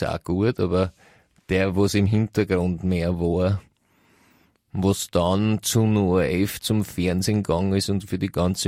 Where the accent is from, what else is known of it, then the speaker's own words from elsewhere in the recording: Austria; also zumindest nicht ich als Österreicher.